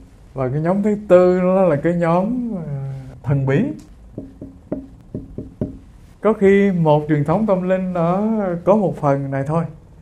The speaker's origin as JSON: {"language": "Vietnamese", "region": "An Giang", "country": "Vietnam", "tie": "born or raised there", "said": "Quê hương tôi hồi xưa, thưa các vị, có cái nơi gọi là Cù Lao Giang. Tức là từ bên này sông Tiền đi ngang qua bên kia thì có một cái nơi"}